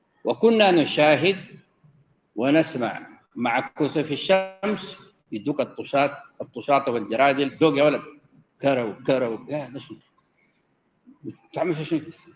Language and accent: Arabic; Sudan; أنا قلت كده ضربت أمثلة هنا عندنا في السودان